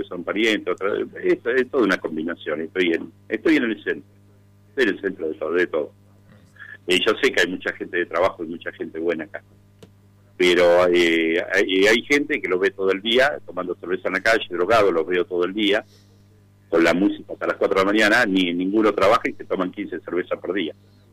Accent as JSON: {"language": "Spanish", "town": "Tandil", "region": "Buenos Aires Province", "country": "Argentina", "said": "yo soy de Tandil, defiendo Tandil a muerte"}